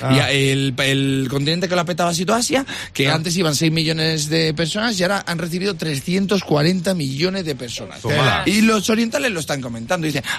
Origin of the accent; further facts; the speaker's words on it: Spain; Vamos a hablar de que somos felices los españoles.